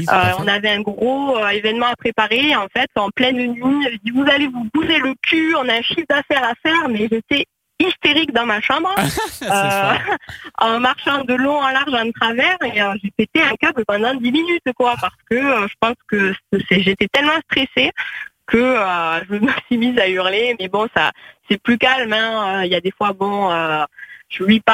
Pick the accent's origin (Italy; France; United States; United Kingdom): France; Hauts-de-France; accent: southern; peut-être accent du sud, mais je suis picarde de base.